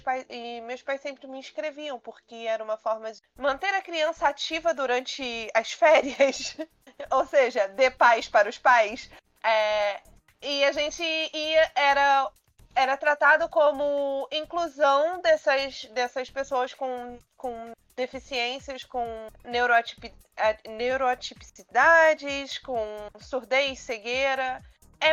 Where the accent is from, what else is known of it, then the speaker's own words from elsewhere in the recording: Nova Iguaçu, Rio de Janeiro, Brazil; Eu sou de Nova Iguaçu, para quem não conhece o estado do Rio, mas eu cresci no mesmo bairro que tinha um CIEP